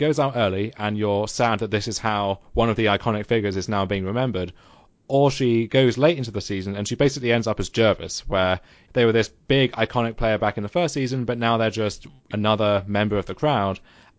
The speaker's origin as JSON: {"language": "English", "country": "United Kingdom", "said": "I was thinking, well, as a British six-year-old, it's kind of difficult to get into American reality TV."}